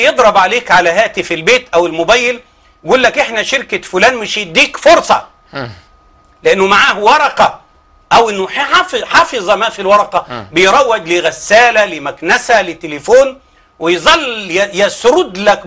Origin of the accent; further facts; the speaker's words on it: Egypt; وأنا بصفتي من الريف